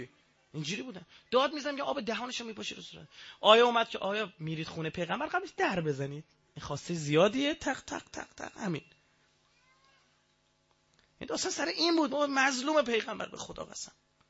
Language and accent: Persian; Iran; ما ایرانیم من عرب نیستم بودم به ذات مثلا نژادم چه میدونم شاید تو اجدادم یه عربی هم بوده خبر ندارم ولی مطمئنم عرب نیستم.